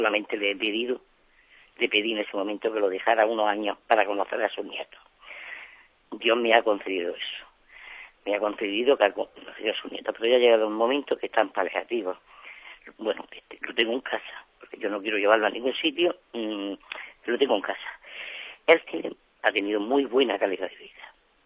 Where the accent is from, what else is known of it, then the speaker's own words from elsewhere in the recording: Almería, Andalusia, Spain; Soy de Almería y quería hacerle una pregunta.